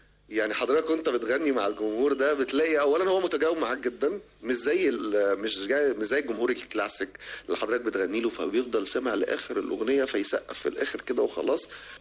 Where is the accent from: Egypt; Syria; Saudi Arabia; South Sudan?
Egypt; Alexandria, Alexandria Governorate; أنا من اسكندرية طبعا، من الأصل محرم بيه، منطقة محرم بيه، بس عشت طفولتي وعمري وحياتي كلها في منطقة بحري، الأنفوشي والسيالة ورصدتين والحجاري.